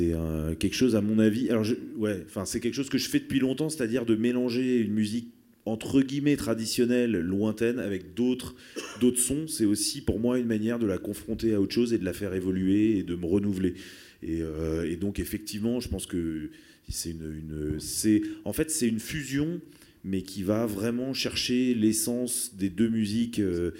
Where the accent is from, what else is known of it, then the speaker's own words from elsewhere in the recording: Paris, Île-de-France, France; je suis né à Paris et que jusqu'à il y a quelques mois, j'y habitais encore